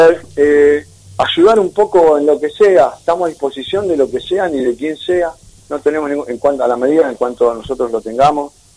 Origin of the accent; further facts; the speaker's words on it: Remedios de Escalada, Buenos Aires Province, Argentina; yo soy de Escalada, muchachos, yo quiero laburar en Escalada.